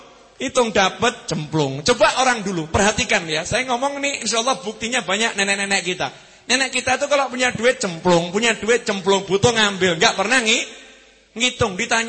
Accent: Java, Indonesia; Cuman kita orang Jawa lebih seneng bahasa Indonesia.

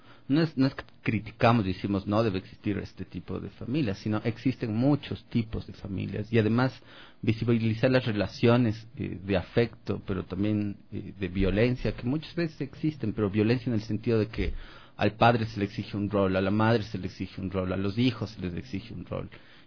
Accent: Cuenca, Azuay, Ecuador; Yo también vengo de una sociedad bastante formal, como me presenté, soy cuencano.

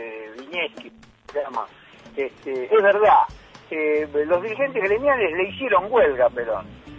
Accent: Buenos Aires, Argentina; soy del barrio de Palermo.

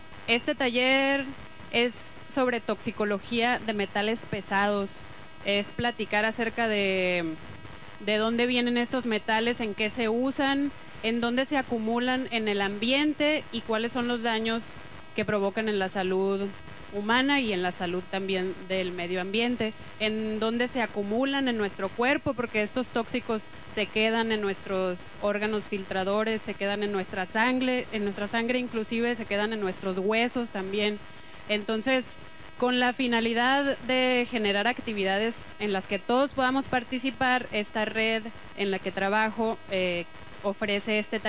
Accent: Hermosillo, Sonora, Mexico; vengo de Hermosillo.

